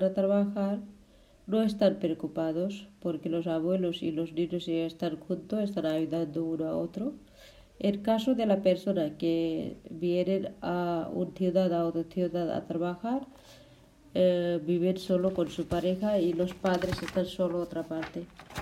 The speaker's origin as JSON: {"language": "Spanish", "country": "Nepal", "lives_now": "Valencia, Spain", "said": "soy de Nepal, vivo aquí en la plaza de Saidia, Valencia."}